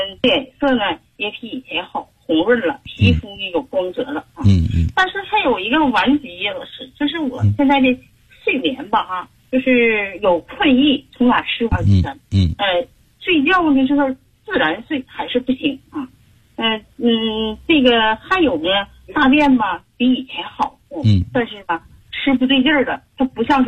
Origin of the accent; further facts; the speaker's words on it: Heilongjiang, China; 我们黑龙江那边啊，气候一变化